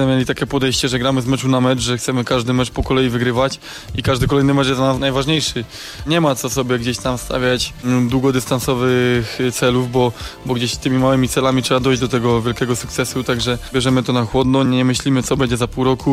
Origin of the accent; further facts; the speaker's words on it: Silesian Voivodeship, Poland; accent: Silesian; Tak, tak, mówimy po śląsku, rozumiemy się, gdzieś wszyscy na co dzień posługują się takim językiem, ja w domu też mówię po śląsku